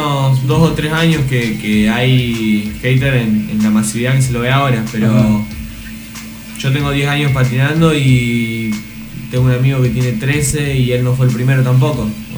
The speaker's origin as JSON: {"language": "Spanish", "region": "Santa Fe", "country": "Argentina", "said": "soy skater de Santa Fe."}